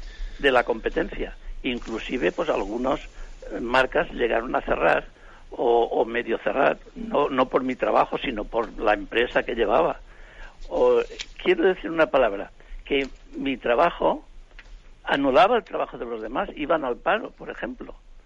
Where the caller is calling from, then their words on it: Alicante, Valencian Community, Spain; de Alicante.